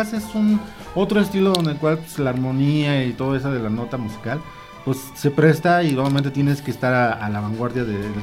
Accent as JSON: {"language": "Spanish", "town": "Amecameca", "region": "State of Mexico", "country": "Mexico", "said": "porque había gente de aquí de mi pueblo apoyándome para la presentación del disco."}